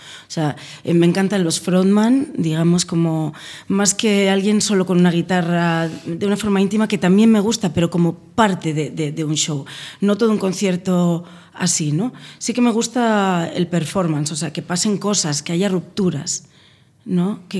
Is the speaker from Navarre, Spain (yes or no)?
yes; Navarre, Spain; yo soy muy folclórica, vengo de Navarra, me he criado con tradiciones de danzas, de jotas, de mucha música, porque mi tierra es muy musical